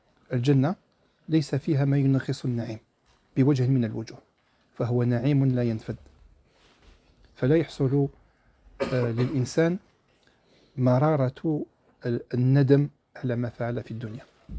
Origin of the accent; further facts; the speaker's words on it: Algeria; كما احنا نقوله عندنا في الجزائر يتكبد